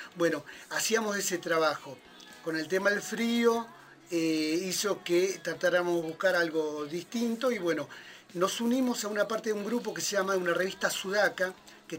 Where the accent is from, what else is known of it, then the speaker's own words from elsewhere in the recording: Longchamps, Buenos Aires Province, Argentina; also born or lived in Ministro Rivadavia; Varios de los que lo fundamos somos parte de Longchamps, pero nos criamos en ese ir y venir entre estos dos barrios, dos localidades